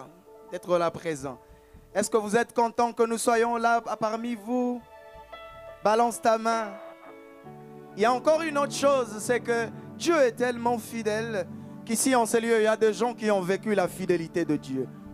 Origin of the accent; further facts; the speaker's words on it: Kinshasa, DR Congo; je viens de Kinshasa comme on vient de me présenter tout à l'heure.